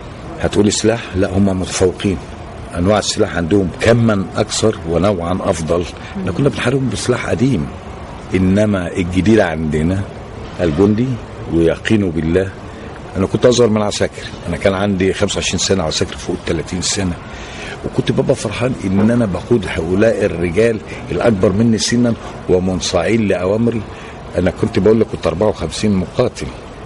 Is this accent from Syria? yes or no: no; Egypt; لان احنا كمصريين يقول لك ايه امن ظهري